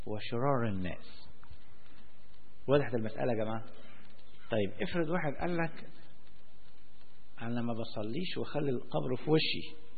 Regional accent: Alexandria, Alexandria Governorate, Egypt; منطقة زي منطقة بحري عندنا في اسكندرية

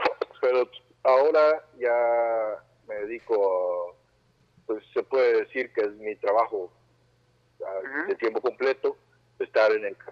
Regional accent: Mexico City, Mexico; Tampoco de Tamaulipas, de la capital del país

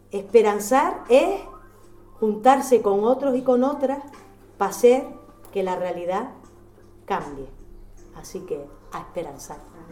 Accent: Canary Islands, Spain; pero para equivocarnos somos, en Canarias, muy mala mañana.

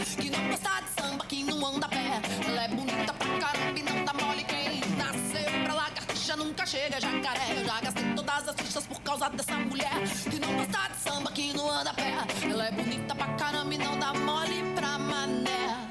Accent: Guatemala; lo digo como guatemalteca que soy, porque después me acusan. Me salen guatemaltecos, ¿y esta de qué país es? Soy de Guatemala. Y como guatemalteca lo digo con toda autoridad.

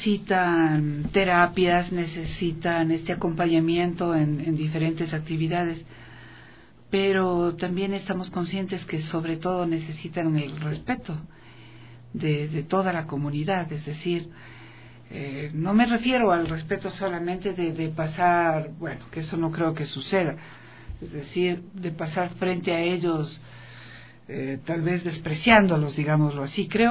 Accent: Ecuador; los ecuatorianos pues estábamos así como somos los ecuatorianos nomás, no, somos los y las ecuatorianas

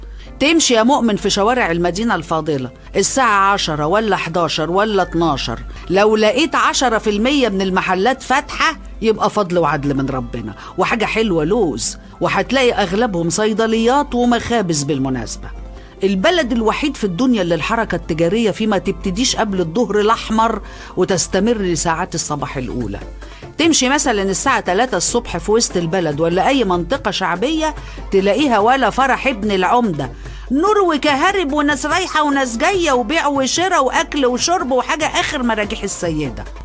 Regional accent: Egypt; المريب بقى فينا احنا يا مصريين ان ساعتنا البيولوجية دي على طول بعافية

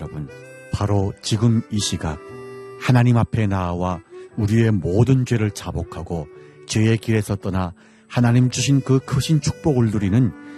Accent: North Korea; now in South Korea; 저는 탈북민

